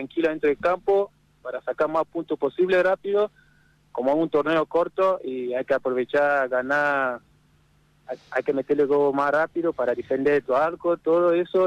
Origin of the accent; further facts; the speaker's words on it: Nigeria; Spanish is a second language; now in Argentina; Sí. Sí, yo soy de Nigeria, sí.